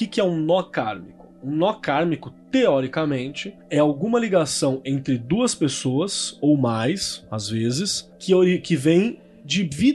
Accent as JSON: {"language": "Portuguese", "region": "Minas Gerais", "country": "Brazil", "said": "que eu já sou mineiro nos podcasts"}